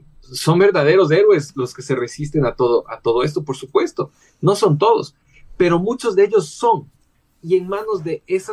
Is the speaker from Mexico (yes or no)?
no; Ecuador; todos somos la selección, todos somos de Ecuador